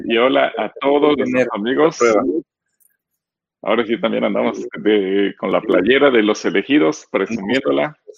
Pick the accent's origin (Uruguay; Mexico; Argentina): Mexico; así como los mexicanos celebramos el 15 de septiembre como nuestro día patrio